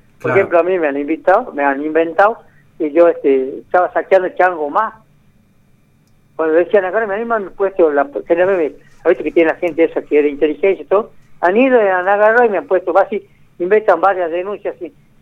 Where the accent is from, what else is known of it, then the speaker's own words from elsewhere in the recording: Argentina; nosotros somos piqueteros, pero somos argentinos.